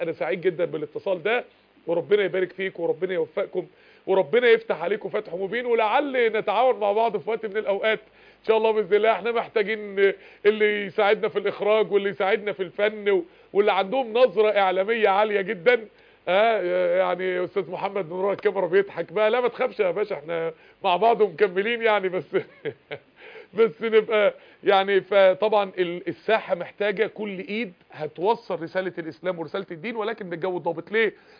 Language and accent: Arabic; Mansoura, Dakahlia, Egypt; احنا عندنا في المنصورة هنا معظم الاسر اللي اعرفها ملتزمة